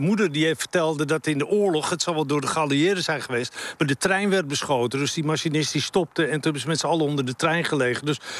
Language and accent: Dutch; Amsterdam, North Holland, Netherlands; Ik kwam uit Amsterdam, ja.